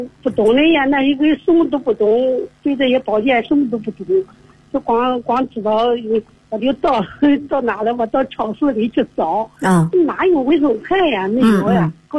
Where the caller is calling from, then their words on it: Xuzhou, Jiangsu, China; 我是江苏徐州，我说话你能听懂吗？